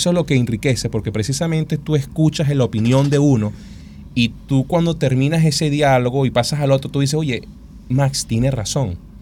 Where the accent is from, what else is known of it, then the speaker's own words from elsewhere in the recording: Venezuela; nos falta a nosotros como venezolanos en el mundo real